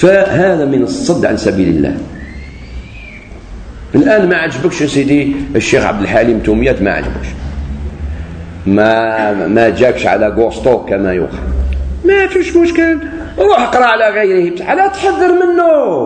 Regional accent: Algeria; خاطر هو سعودي وأنا جزائري

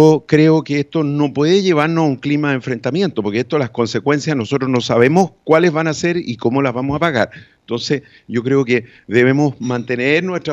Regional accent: Chile; somos connacionales, somos chilenos y por lo tanto queremos el bienestar de nuestro país.

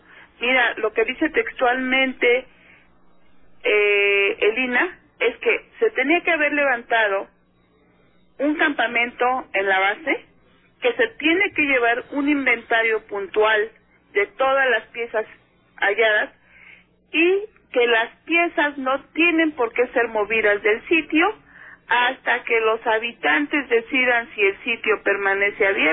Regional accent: Mexico; a muchos de nosotros mexicanos, porque somos mexicanos, nos permitan recobrar esta identidad

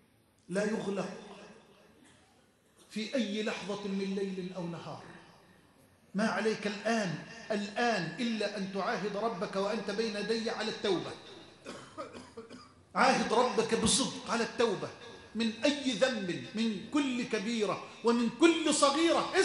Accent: Egypt; اللهم اجعل بلدنا مصر أمنا أمانا سخاء رخاء وجميع بلاد

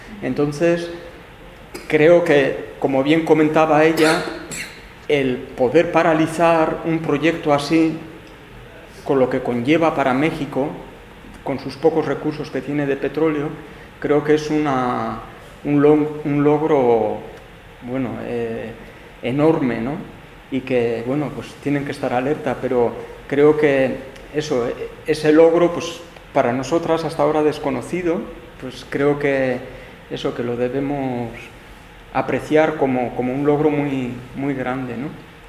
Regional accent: Basque Country, Spain; de nosotras como vascas, etcétera, pues de tener que defenderlo

